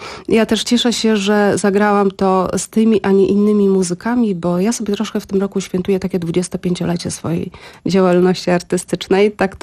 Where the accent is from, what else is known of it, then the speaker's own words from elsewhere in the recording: Lublin, Lublin Voivodeship, Poland; Ja mam rodzinę, jakby pochodzę z Lublina, z lubelskiego w każdym razie. Mama mieszka w Lublinie, ale się wżeniłam, mam męża z Krakowa.